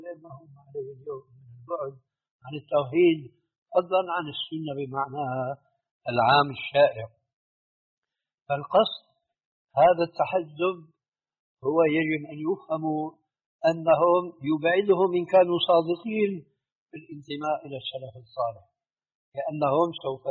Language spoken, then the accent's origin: Arabic; Syria; ساكن هناك في الجبل في جبل قاسمون عندنا في سوريا